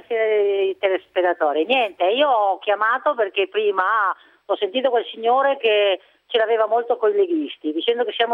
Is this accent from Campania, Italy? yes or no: no; Veneto, Italy; Io sono veneta e vorrei anche parlare il dialetto veneto